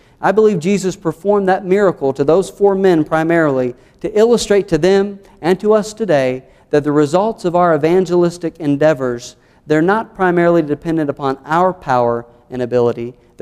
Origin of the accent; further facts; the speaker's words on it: the South, United States; accent: southern; they'll be able to spot you're an American before you even open your mouth and show them your southern accent